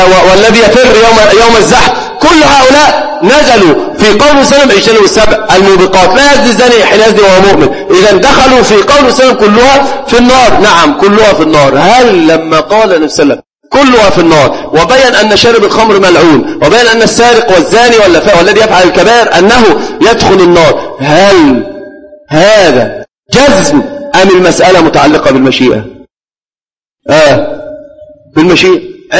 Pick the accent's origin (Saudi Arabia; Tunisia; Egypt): Egypt; قالوها عندنا في مصر من العامة في المقاهي